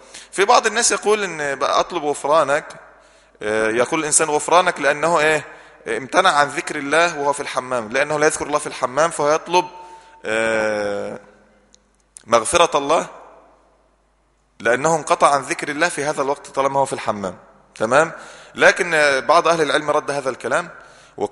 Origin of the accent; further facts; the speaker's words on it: Egypt; قبلتنا سهلة خالص، في مصر قبلتها من ناحية الجغرافيا والاتجاهات الأربعة